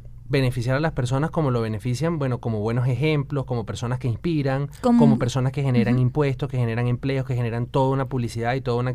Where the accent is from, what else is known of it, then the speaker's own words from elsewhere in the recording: Venezuela; que tanto apostamos como venezolanos a tener un país mejor